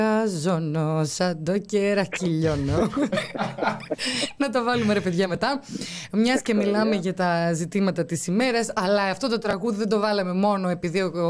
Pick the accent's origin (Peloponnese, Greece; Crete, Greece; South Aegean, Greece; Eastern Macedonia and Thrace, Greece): Crete, Greece; εγώ που είμαι από την Κρήτη θα τα πω.